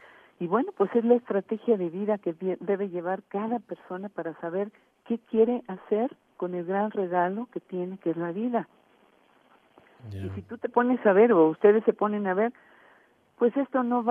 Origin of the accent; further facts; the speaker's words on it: Mexico; born there; Yo soy mexicana de nacimiento, nací en el territorio mexicano, ¿verdad? Tengo abuelos que vinieron de España, tengo una abuela que tiene familiares franceses … ¿verdad? Entonces, yo traigo sangre mezclada